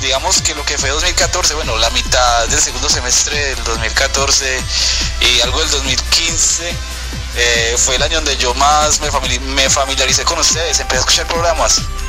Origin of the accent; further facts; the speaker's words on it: Pereira, Risaralda, Colombia; Sí, la verdad. Sí, soy colombiano.